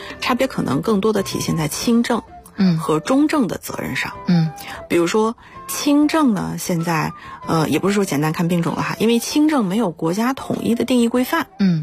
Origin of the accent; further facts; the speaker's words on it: China; 那么加一起25种基本上涵盖了我们中国人高发的 90% 以上的重大疾病。